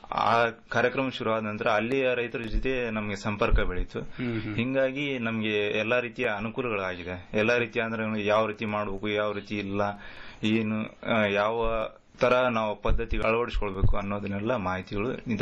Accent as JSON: {"language": "Kannada", "town": "Gangavathi", "region": "Karnataka", "country": "India", "tie": "born or raised there", "said": "Sir, ನಮ್ಮ ಸ್ವಂತ ಊರು ಗಂಗಾವತಿ."}